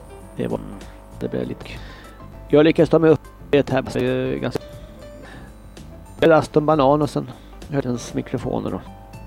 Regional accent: Australia; Swedish is a second language; now in Sweden; Ja, jag kommer från Australien.

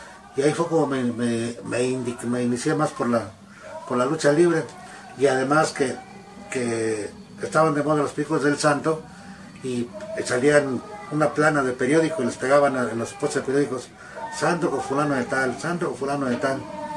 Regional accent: State of Mexico, Mexico; moved away; yo me vine del Estado de México a trabajar aquí, pues las carencias de la familia, ya que éramos 11 hermanos.

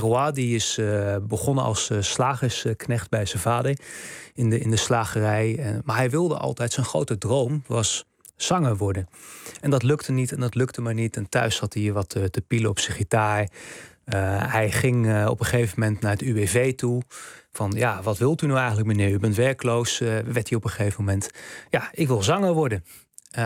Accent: Gelderland, Netherlands; now in Beemster, Netherlands; Ik ben zelf, ik ben net uit de Randstad weg eigenlijk, naar de Beemster gegaan. Maar ik kom zelf oorspronkelijk uit de Achterhoek.

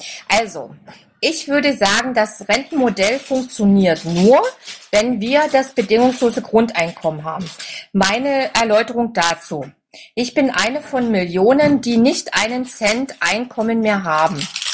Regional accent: East Germany, Germany; gerade hier bei uns im Osten, sehr viele, naja, Niedriglöhne

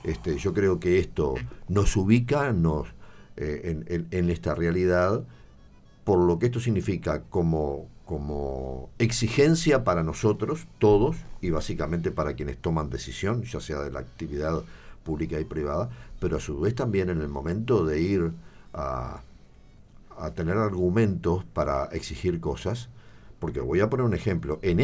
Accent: Maldonado, Uruguay; nosotros los que somos de aquí, de Maldonado

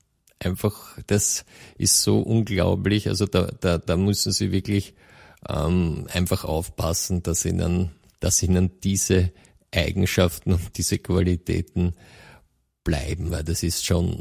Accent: Austria; dann spricht man bei uns in Österreich von großen und kleinen Braunen

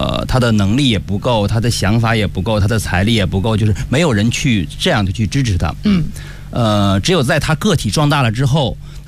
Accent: Inner Mongolia, China; 我也从小在内蒙古，

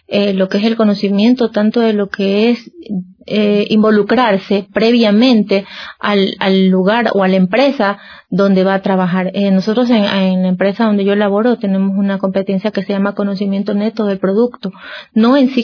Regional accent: Ecuador; En cuanto a lo que es nuestro horario, nuestra idiosincrasia como ecuatoriano, somos reconocidos por nuestra hora ecuatoriana

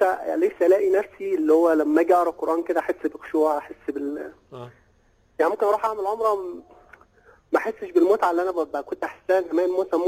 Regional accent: Mansoura, Dakahlia, Egypt; عندنا في المنصوره او كده

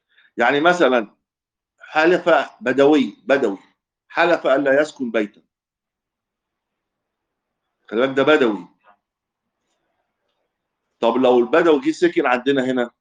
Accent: Egypt; لان الدب عندنا في مصر يطلع الحمار

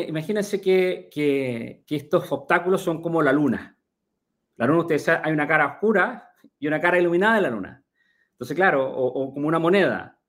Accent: Chile; Yo soy de Chile, de profesión original, soy ingeniero agrónomo

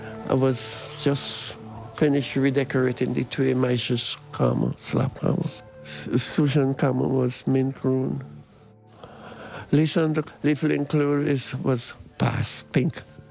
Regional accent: St. Vincent & Grenadines; now in Amsterdam, Netherlands; ik kom uit St. Vincent and the Grenadines. Dat is in de Caribbean.

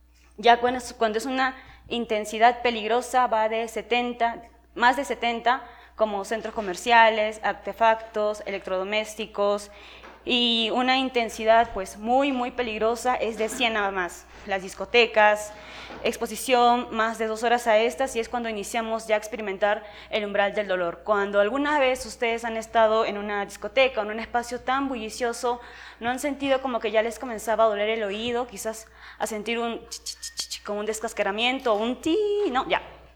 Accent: Callao, Peru; Yo vengo desde el Callao. Usualmente digo de Lima, porque a veces decir Callao tengo que explicar muchas cosas. Entonces, yo vivo ahí, bueno, literalmente a 3 cuadras abajo del Politécnico Nacional del Callao

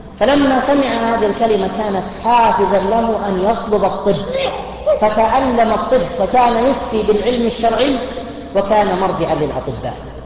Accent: Buraydah, Al-Qassim, Saudi Arabia; عندنا في بريدة

